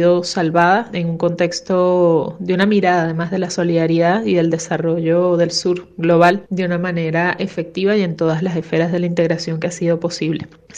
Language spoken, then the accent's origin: Spanish; Venezuela; venezolana, feminista, madre